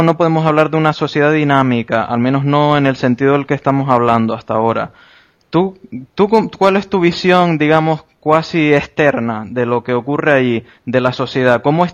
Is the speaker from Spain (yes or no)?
yes; Canary Islands, Spain; Yo como canario es que te lo tengo que preguntar.